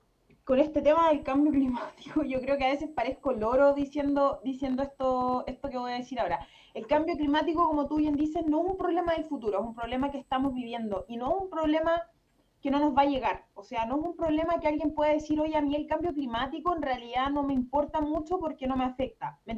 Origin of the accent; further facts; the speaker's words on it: La Serena, Coquimbo, Chile; Yo particularmente soy del norte, yo soy de La Serena, una ciudad o una región también sumamente minera.